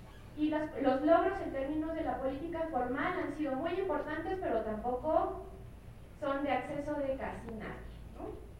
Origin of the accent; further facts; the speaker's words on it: Querétaro, Mexico; habemos mujeres feministas que trabajamos en provincia, yo soy de Querétaro